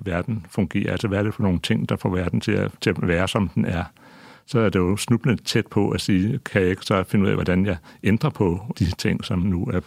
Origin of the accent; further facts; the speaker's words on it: Greenland; Jeg er også vokset op, kan man sige, til en vis grad i sådan en grønlandsk kontekst